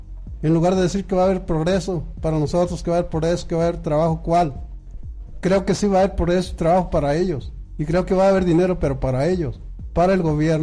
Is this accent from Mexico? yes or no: yes; Estancia de Guadalupe, Mexico; Yo soy de Estancia de Guadalupe